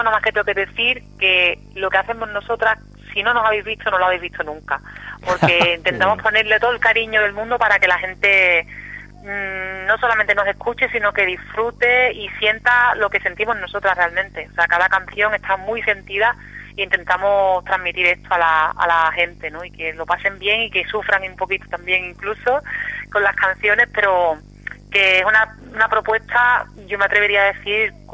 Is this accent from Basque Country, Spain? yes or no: no; Seville, Andalusia, Spain; now in Barcelona, Spain; pero yo vengo de Sevilla